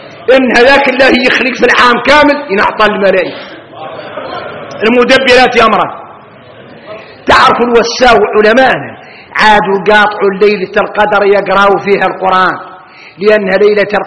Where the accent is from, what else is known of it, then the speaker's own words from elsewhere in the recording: Mauritania; إحنا موريتاني